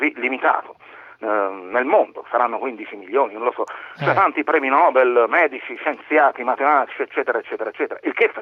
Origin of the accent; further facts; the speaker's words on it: San Casciano in Val di Pesa, Tuscany, Italy; io sono d'Urbino, però sono di San Casciano Val di Fesa, come si può sentire dall'accento.